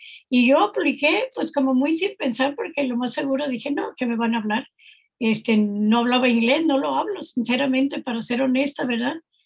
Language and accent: Spanish; Jalisco, Mexico; moved away; Inicialmente soy del estado de Jalisco, tenemos ya 25 años en este país